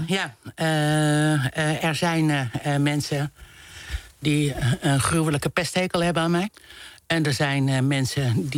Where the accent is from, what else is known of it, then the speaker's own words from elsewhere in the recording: De Meern, Utrecht, Netherlands; born there; ik ben geboren in De Meren. Dat zegt misschien niet heel veel mensen wat, maar dit was een klein dorp bij Utrecht. Maar we woonden ook nog buiten het dorp, midden in de polder.